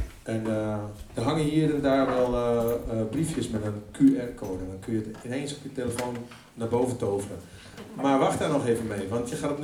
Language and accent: Dutch; Friesland, Netherlands; first language Frisian; Dutch is a second language; now in Amsterdam, Netherlands; Ik woon in Amsterdam, hier niet ver vandaan. Ik kom van oorsprong in Friesland. En dat is ook mijn eerste taal, Fries.